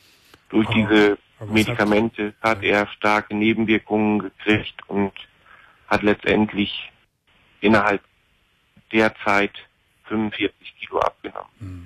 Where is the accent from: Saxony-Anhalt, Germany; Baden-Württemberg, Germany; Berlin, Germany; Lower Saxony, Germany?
Lower Saxony, Germany; also ich komme jetzt ja hier aus Ostfriesland